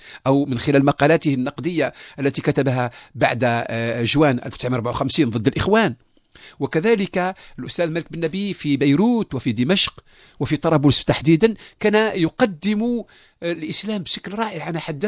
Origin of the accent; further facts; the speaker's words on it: Algeria; كلنا كجزائريين أن نستمع إلى بعضنا البعض